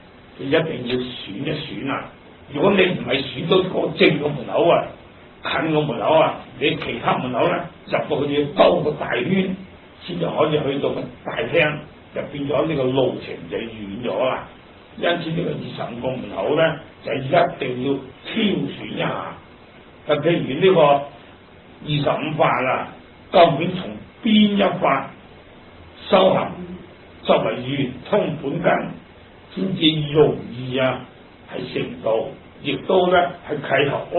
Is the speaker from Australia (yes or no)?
no; Hong Kong; 咁我哋香港人咧係人都識噶啦